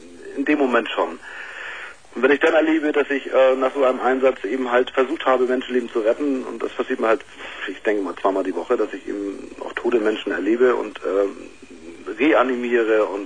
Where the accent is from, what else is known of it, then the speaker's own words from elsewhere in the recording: Hamburg, Germany; Ich bin aus Hamburg.